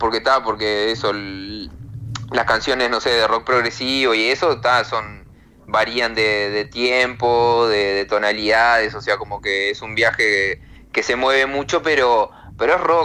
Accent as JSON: {"language": "Spanish", "region": "Montevideo", "country": "Uruguay", "tie": "born or raised there", "said": "He vivido en muchos lugares, o sea, cuando era niño adolescente viví en Aguada, en el centro, en Positos, en Punta Carretas, después de joven viví en El Prado, viví en Capurro, viví en Jacinto"}